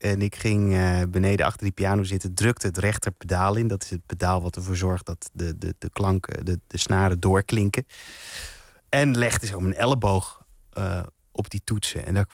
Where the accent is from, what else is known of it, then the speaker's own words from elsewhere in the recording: Enschede, Overijssel, Netherlands; je kunt wel horen, denk ik, dat ik uit Enschede kom daar nog.